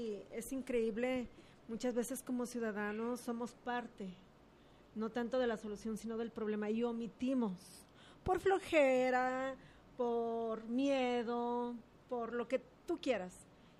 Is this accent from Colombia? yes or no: no; Juanacatlán, Jalisco, Mexico; Mira, yo soy originaria de Juanacatlán, Jalisco.